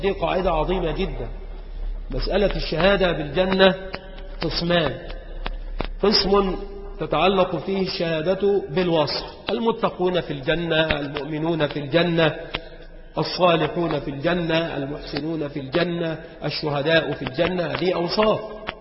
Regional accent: Egypt; وما أمر الشجرات التي كانت عندنا بمصر ببعيد

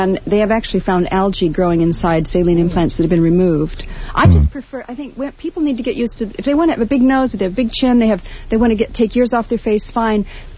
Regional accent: Fremont, Ohio, United States; I grew up in Fremont, Ohio, which is kind of a hick town.

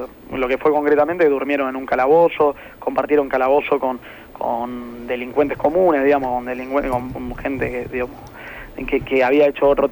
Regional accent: Buenos Aires Province, Argentina; para nosotros que somos pibes del conurbano

